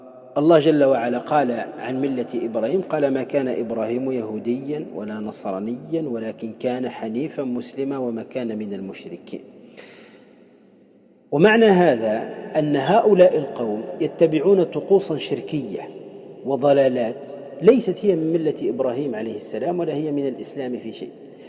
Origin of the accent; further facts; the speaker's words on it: Tunisia; ولهذا عندنا في تونس مثلا فيما يسمى بالحضرة وغيره